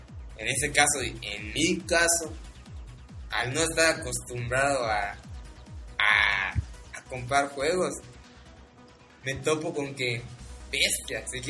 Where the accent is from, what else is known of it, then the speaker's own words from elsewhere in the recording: Mexico; No, soy el único mexicano, muchos somos así.